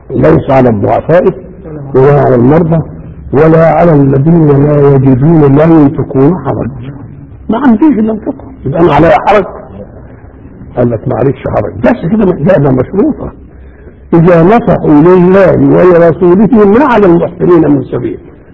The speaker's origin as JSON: {"language": "Arabic", "region": "Beheira", "country": "Egypt", "said": "يبقى لو قدرت عندنا في البحيرة بقى انت لا ترحم"}